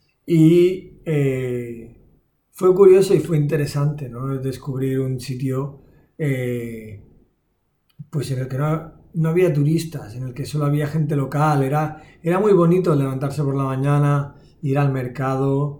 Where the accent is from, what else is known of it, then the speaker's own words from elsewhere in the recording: Barcelona, Catalonia, Spain; Vengo de Barcelona, estamos acostumbrados a cenar tarde, a las 9, a las 10.